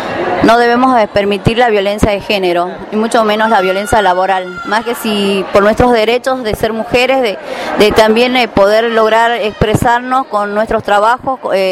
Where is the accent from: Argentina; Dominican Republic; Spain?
Argentina; San Salvador de Jujuy, Jujuy; vengo de San Salvador de Jujuy, capital.